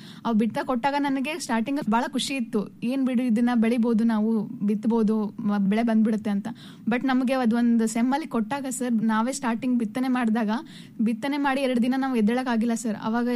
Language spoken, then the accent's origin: Kannada; Yelburga, Karnataka, India; ಯಲಬುರ್ಗಾದಲ್ಲಿ ಇರೋದು ನಾವು. ನಮ್ದು ಕೊಪ್ಪಳ ಜಿಲ್ಲೆ.